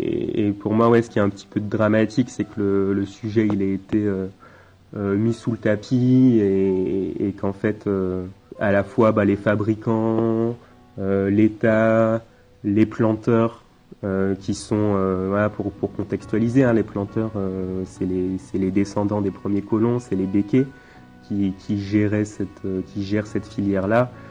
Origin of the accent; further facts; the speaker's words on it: Martinique; moved away as an adult; now in Saint-Lattier, France; ben, bonjour … j'ai 27 ans, j'habite dans l'Isère à Saint-Lathier. Je suis originaire de la Martinique, moi je suis né là-bas, j'y ai grandi. Aujourd'hui donc je suis installé dans l'Isère là depuis 3 ans